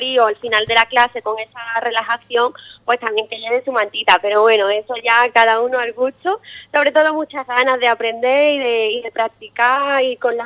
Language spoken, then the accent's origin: Spanish; Arcos, Andalusia, Spain; yo soy de Arcos y cuando llegué aquí había un poco de duda, ¿no? Yo llegué el año pasado aquí, volví a Arcos